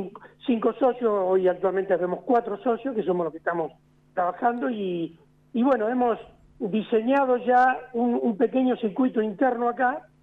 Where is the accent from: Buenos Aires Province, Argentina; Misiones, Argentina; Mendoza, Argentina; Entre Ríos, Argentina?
Mendoza, Argentina; San Rafael; dos de los socios somos oriundos de Mendoza, de la zona de San Rafael, somos hijos de chacareros, hemos crecido entre las viñas